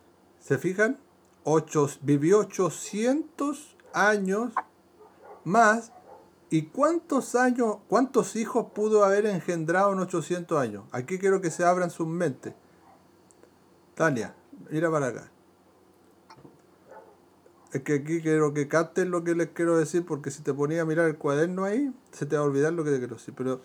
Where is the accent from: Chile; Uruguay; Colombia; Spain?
Chile; Busquen cuántos éramos en el, como chilenos, cuántos éramos en el 1800